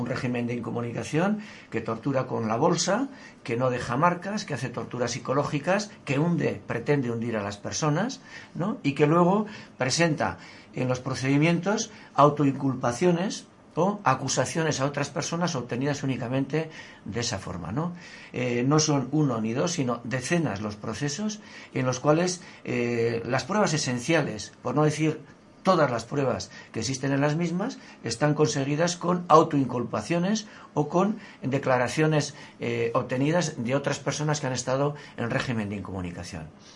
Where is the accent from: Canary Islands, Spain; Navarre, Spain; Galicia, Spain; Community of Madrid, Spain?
Navarre, Spain; Pamplona; Hace tan solo un mes, allí en Iruña, en mi pueblo, en Pamplona, fue cerrado un medio